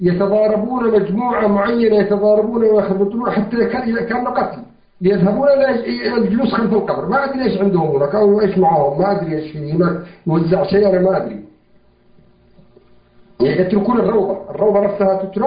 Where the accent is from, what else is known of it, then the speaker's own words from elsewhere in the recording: Yemen; في كل مسجد عندنا في اليمن، في أماكن كثيرة